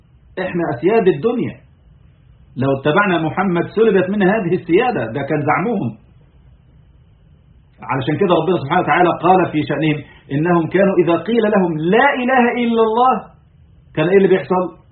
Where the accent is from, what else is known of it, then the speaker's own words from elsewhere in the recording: Egypt; يعني احنا عندنا في مصر فترة من الفترات